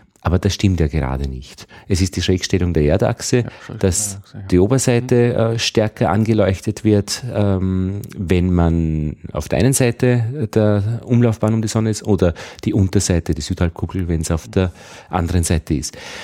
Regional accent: Upper Austria, Austria; Und ich bin aus Oberösterreich, wir haben immer bemerkt, dass wenn man nach Wien kommt, die Wiener so 2-3 Wochen vorne sind.

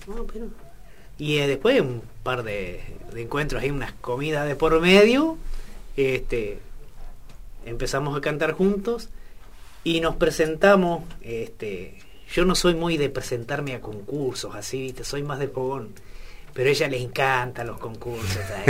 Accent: Paso de los Toros, Durazno, Uruguay; also born or lived in Sarandí de Navarro, Río Negro; now in Durazno, Uruguay; Yo soy nacido en Sarandí de Navarro, Río Negro. Pero me terminé de criar en Paso de los Toros.

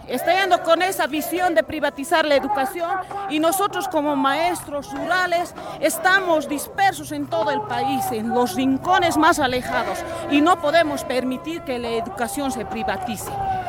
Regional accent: Bolivia; Entonces nosotros como bolivianos tenemos que luchar

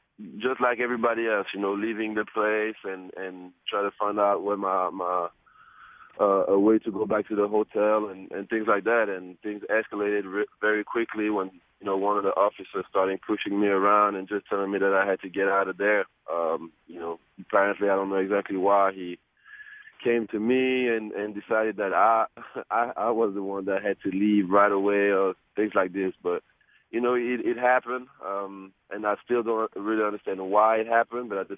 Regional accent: Switzerland; growing up in Switzerland as a mixed kid and, you know, with very artistic parents.

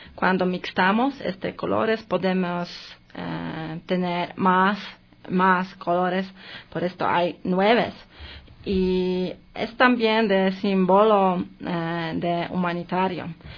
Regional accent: Poland; Spanish is a second language; Vivo en Ecuador casi 2 años y quisiera compartir mi experiencia sobre la cultura diferente para mí porque soy de Polonia.

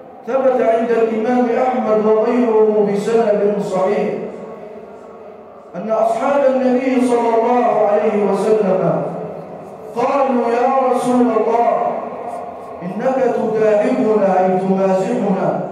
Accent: Egypt; واجعل بلدنا مصر راحة للامن والامان

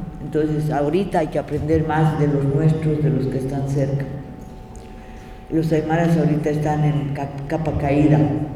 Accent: Bolivia; Porque ya me va a dar vergüenza que soy boliviana.

